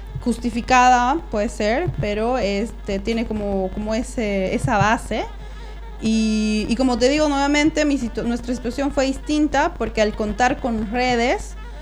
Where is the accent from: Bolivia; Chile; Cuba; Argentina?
Bolivia; yo como boliviana, lo único que hice fue llegar y solicitar la visa temporaria